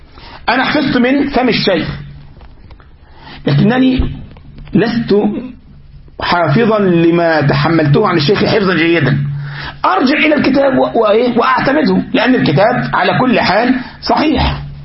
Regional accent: Egypt; الغلط يعني عندنا في مصر يقول لك ايه الحرام اللي بيسيب دليله وراه

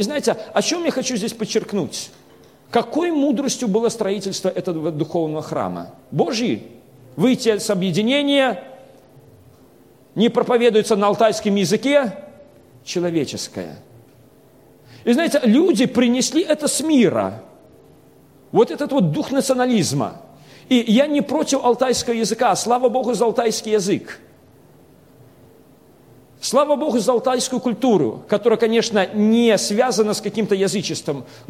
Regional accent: Belarus; Я сам по национальности белорус, но большинство у нас в Беларуси разговаривает на русском языке.

